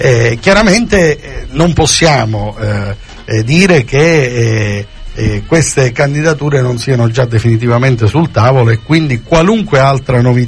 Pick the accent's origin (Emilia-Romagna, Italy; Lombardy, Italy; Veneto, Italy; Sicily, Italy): Sicily, Italy; Palermo; Io personalmente, essendo palermitano e in qualche misura cefalutano di adozione